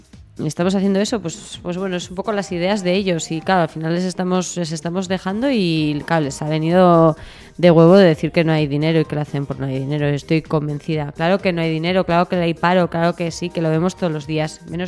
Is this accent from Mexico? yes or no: no; Spain; que somos muchos españoles